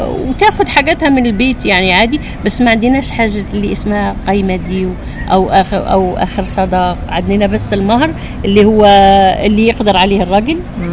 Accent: Algeria; لا أنا أغني جزائري أكيد عشان بلادي

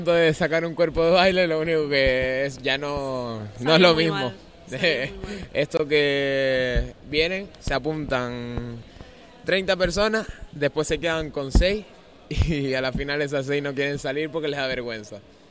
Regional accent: Canary Islands, Spain; Pues hay gente aquí, no solo somos de aquí, de Canarias, hay extranjeros también.

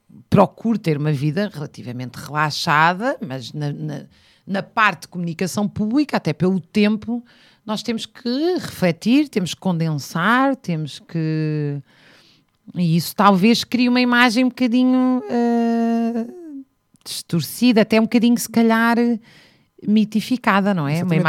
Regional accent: Zambujeira do Mar, Beja, Portugal; na Zambujeira do Mar, onde eu cresci em parte, sempre no verão.

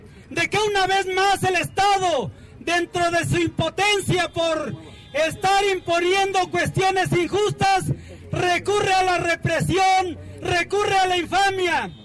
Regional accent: Mexico; Como mexicanos entonces decimos que no nos agacharemos y no cejaremos en la lucha.

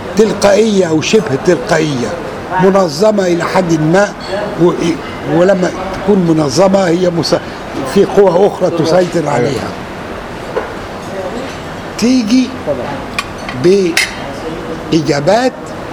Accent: Egypt; على عكس ما يحدث عندنا في مصر وفي البلاد المهمشة

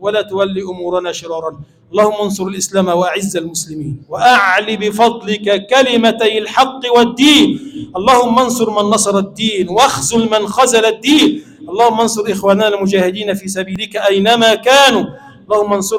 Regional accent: Egypt; اللهم اجعل بلدنا مصر بلدا آمنا مطمئنا سخاء رخاء

